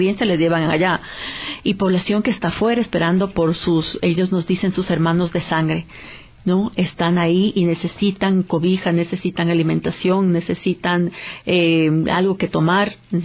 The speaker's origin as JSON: {"language": "Spanish", "country": "Ecuador", "said": "porque somos ecuatorianos, somos ecuatorianas"}